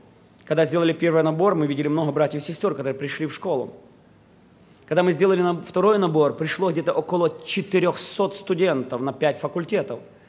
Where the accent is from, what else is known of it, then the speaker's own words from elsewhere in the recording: Odesa, Odesa Oblast, Ukraine; Я был членом Одесской церкви, я воспитывался в Одессе.